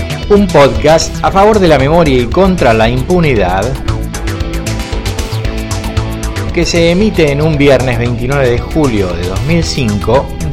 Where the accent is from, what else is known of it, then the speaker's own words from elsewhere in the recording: Argentina; la historia de mi pueblo, la historia del pueblo argentino